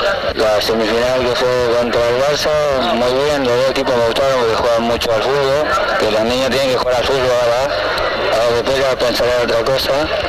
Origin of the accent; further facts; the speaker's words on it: Argentina; nosotros venimos de Argentina, que nos gusta esto del juego